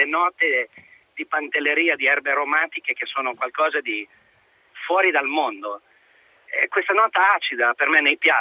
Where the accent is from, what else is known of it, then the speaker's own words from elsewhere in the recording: Modena, Emilia-Romagna, Italy; Poi è logico, io sono di Modena.